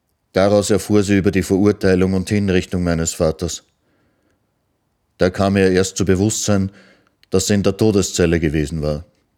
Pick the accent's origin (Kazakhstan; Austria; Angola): Austria; moved away; Erst nachher hat sich meine Mutter bereit erklärt, ins Ausland zu gehen. Dann sind wir aus Österreich geflüchtet. Wir wussten schon, dass es in die Sowjetunion gehen wird.